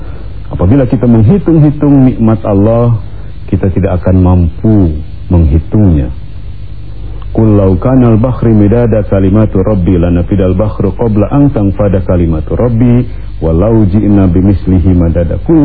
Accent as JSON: {"language": "Indonesian", "town": "Pangandaran", "region": "West Java", "country": "Indonesia", "tie": "born or raised there", "said": "Kampung saya Pangandaran."}